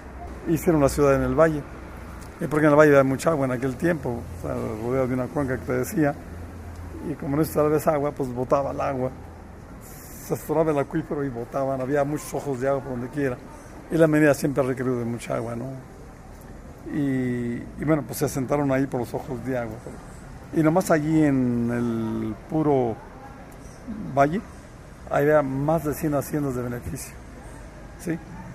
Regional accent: Cerro San Pedro, San Luis Potosí, Mexico; born there; Y yo, siendo familia minera, y yo nací en Cerro San Pedro.

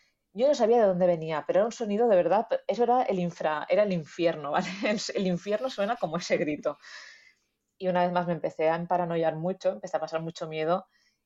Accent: Venta del Moro, Valencian Community, Spain; Mi pueblo es Venta del Moro y está allí.

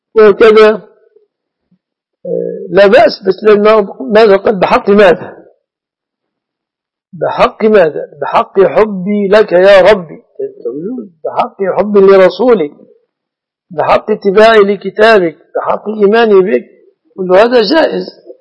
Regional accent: Minyat Samanoud, Dakahlia, Egypt; يقول أنت منين؟ من مصر. أنا من محافظة اسمها الدقهلية معروفة، قرية مني سمنود، مركز أجهة دقالي.

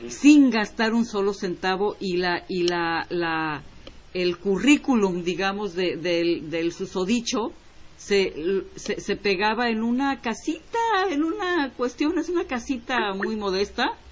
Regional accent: Mexico; born there; soy mexicana de nacimiento. Okay. Pero déjame decirte que estuve casada con un cubano, por supuesto. Tengo familia política en Cuba.

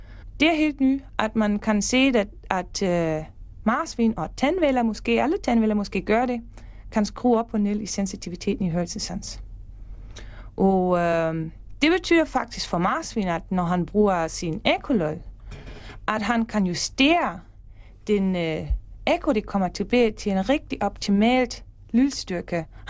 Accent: Germany; Danish is a second language; now in Denmark; og jeg er tysker, men jeg bor i Danmark de sidste 6 år.

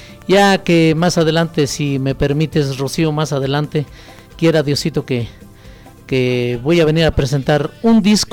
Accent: Panoaya, Mexico; born there; yo soy originario de Panoaya, ahí nací, pero estoy radicando en un lugar que se llama Pueblo Nuevo, a un lado de San Rafael.

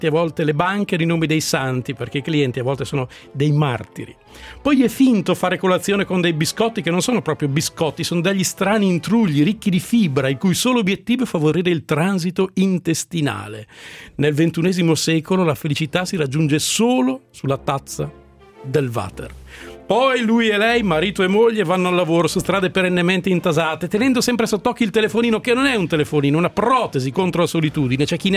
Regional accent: Salò, Lombardy, Italy; now in Milan, Italy; non essendo io originario di Milano. Io non sono di Milano, sono della Custra, del Lago di Garda

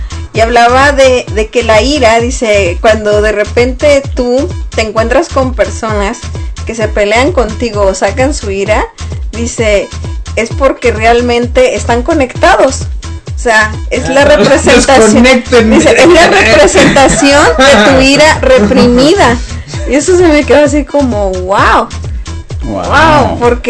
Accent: Sonora, Mexico; La mayoría de la gente que conoce a personas que son del estado donde soy yo, de Sonora, pues conocen de la carrilla, ¿no?

